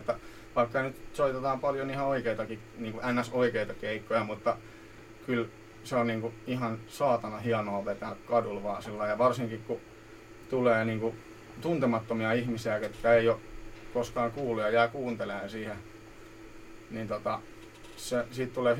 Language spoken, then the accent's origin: Finnish; Hyvinkää, Uusimaa, Finland; Itsehän olen Hyvinkäältä alun perin.